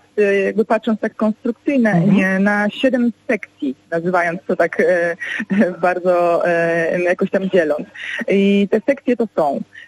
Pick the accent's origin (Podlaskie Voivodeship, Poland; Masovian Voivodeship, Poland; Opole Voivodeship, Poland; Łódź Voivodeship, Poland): Łódź Voivodeship, Poland; Łódź; Ja na przykład jestem z Łodzi i mówię na zajezdnię tramwajową albo autobusową Kręcówka, a na bilet miesięczny Migawka.